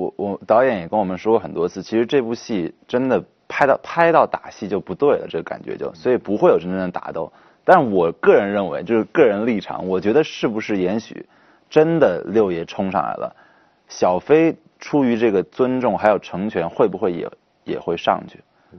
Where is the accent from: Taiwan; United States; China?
China; southern China; 虽然说我在南方长大小时候